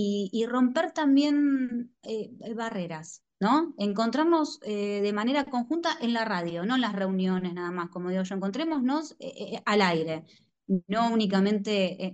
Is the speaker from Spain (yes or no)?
no; Buenos Aires Province, Argentina; los que somos bonaerenses